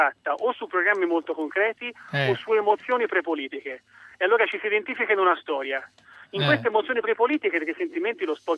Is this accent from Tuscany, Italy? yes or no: yes; Florence, Tuscany, Italy; io sono fiorentino come lui